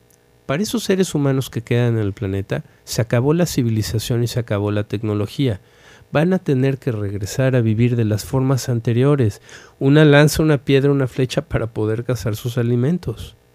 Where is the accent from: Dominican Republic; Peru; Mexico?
Mexico; Y una de ellas es que estamos bien instalados en la víctima